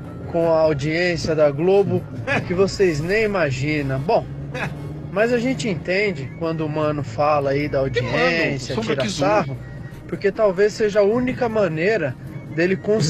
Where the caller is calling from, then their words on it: Santo André, São Paulo, Brazil; Falo de Santo André.